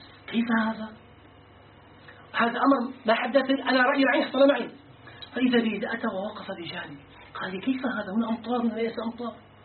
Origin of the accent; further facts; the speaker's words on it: Syria; أرادت جهة الآثار عندنا في الشام